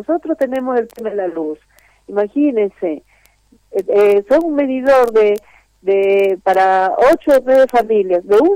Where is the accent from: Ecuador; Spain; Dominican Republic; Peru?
Peru; now in Argentina; siempre nos discriminan porque somos peruanos